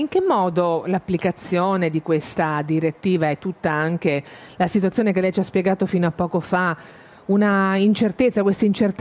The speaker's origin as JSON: {"language": "Italian", "region": "Marche", "country": "Italy", "said": "sono marchigiana, frequento quella spiaggia là da tutta la vita"}